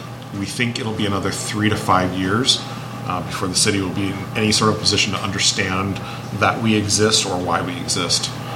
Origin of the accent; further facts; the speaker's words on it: Hamilton, Ontario, Canada; You all know that we're from Hamilton, right?